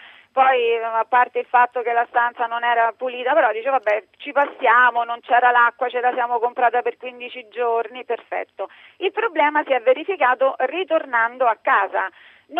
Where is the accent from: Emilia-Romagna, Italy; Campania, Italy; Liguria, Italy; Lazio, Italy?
Lazio, Italy; Rome; Non arriviamo a Roma perché noi siamo di Roma, arriviamo a Pisa.